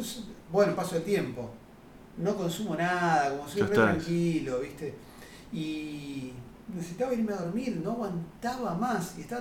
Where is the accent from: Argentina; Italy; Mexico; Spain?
Argentina; Buenos Aires; Yo soy un bicho porteño, pero porteño grosso, como bien de cemento, todo